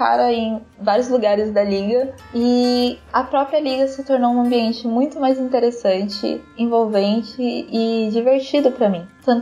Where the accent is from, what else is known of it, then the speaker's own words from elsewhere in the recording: Mogi das Cruzes, São Paulo, Brazil; tenho 17 anos e sou de Mogi das Cruzes, São Paulo.